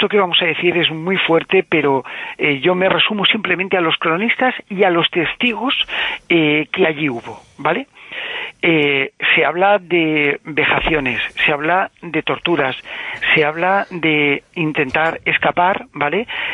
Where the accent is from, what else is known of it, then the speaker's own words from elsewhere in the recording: Alicante, Valencian Community, Spain; yo soy de Alicante y mi familia, por parte de padre, viene de esa ciudad, de Albatera.